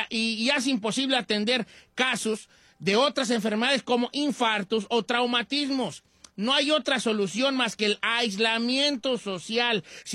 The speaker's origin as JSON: {"language": "Spanish", "country": "Mexico", "said": "Hay una cosa entre el mexicano, y lo digo porque yo soy mexicano y porque lo hago también"}